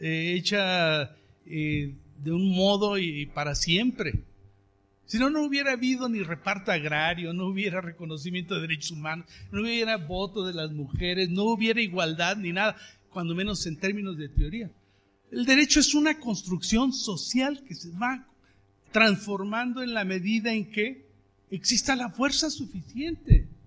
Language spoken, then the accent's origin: Spanish; Cherán, Michoacán, Mexico; Yo vengo del pueblo de Cherán, exactamente.